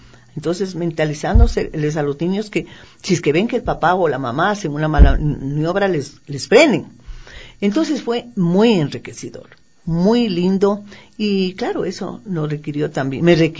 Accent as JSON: {"language": "Spanish", "town": "Quito", "region": "Pichincha", "country": "Ecuador", "said": "La parte humorística se refiere a lo que somos nosotros, los quiteños"}